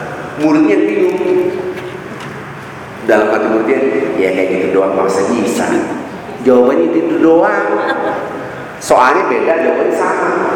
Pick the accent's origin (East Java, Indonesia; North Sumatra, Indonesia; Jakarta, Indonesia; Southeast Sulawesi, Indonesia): Jakarta, Indonesia; Karena saya pulang 2003 di Indonesia. Saya hidup di Jakarta, lahir di Jakarta. Lahir di Rawamangun, tapi keluar dari Jakarta, maka keluar. Kembali lagi.